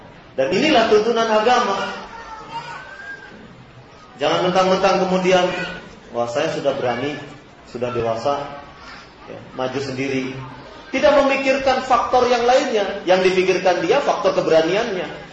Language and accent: Indonesian; Cirebon, West Java, Indonesia; karena saya orang Jawa Barat misalnya, saya orang Cirebon ini, kalau bicara mesti kedengaran oleh orang Jawa itu mesti kasar.